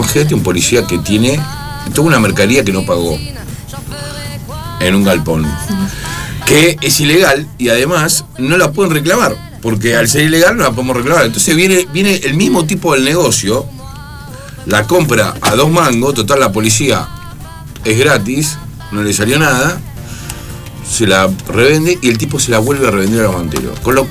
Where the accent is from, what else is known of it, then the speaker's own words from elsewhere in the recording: Argentina; Dejemos de ser hipócritas como argentinos y digamos las cosas como son, porque si no, este país no se arregla así.